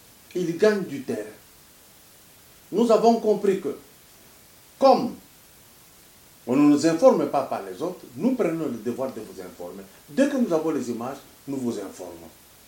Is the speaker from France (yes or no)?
no; Katanga, DR Congo; qui a été meilleur chez nous au Katanga